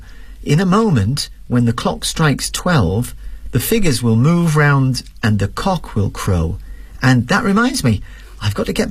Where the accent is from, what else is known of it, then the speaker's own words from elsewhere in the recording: Newcastle, North East England, United Kingdom; In my hometown in Newcastle